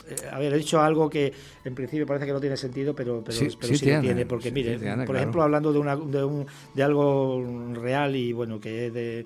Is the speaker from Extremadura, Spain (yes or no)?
yes; Extremadura, Spain; Yo ya me siento canario, aunque ya saben que soy extremeño, pero soy extremeño canario o canario extremeño.